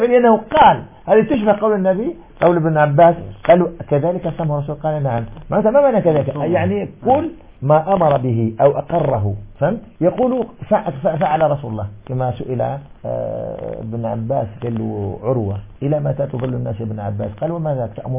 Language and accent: Arabic; Algeria; moved away; نشأت في بيئة مالكية فكنا نرى 84 كيلو ثم انتقلت من الجزائر إلى الدراسة السعودية